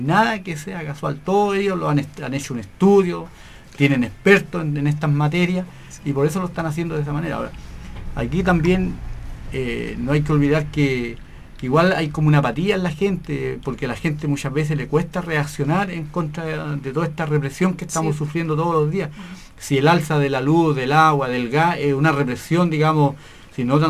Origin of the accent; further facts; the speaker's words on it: Chile; las necesidades básicas que tenemos como familia chilena.